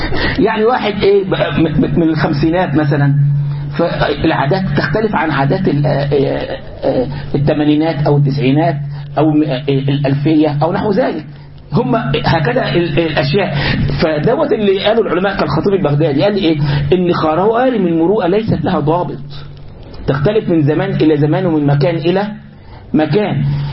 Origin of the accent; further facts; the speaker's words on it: Egypt; now in United States; هنا في امريكا مثلا بعض الاشياء عادي جدا الناس تعملها، عادي جدا. عندنا في مصر مثلا او في بلادنا العربيه امر مستهجن جدا ان يعمل